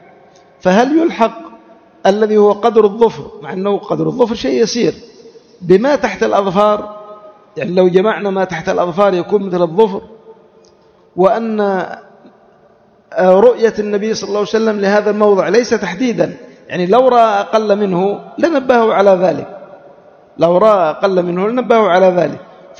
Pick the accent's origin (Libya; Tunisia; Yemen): Yemen; على وجه الخصوص عندنا في اليمن